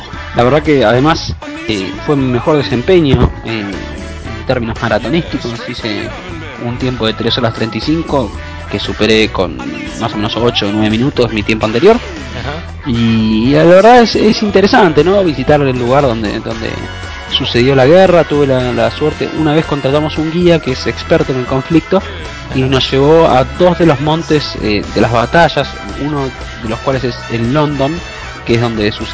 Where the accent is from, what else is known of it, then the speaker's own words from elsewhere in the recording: Argentina; Yo no tenía nada que me identificase como argentino, aparte de mi acento británico.